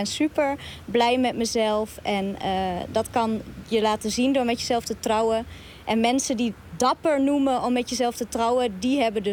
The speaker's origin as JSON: {"language": "Dutch", "country": "Netherlands", "said": "En ik denk dat we als Nederlanders zelf daar ook een rol in spelen door hem niet neer te zetten als die alleenstaande premier."}